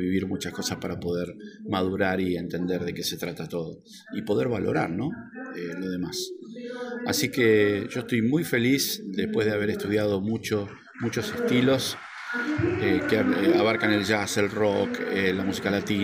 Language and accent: Spanish; Argentina; vengo de Argentina.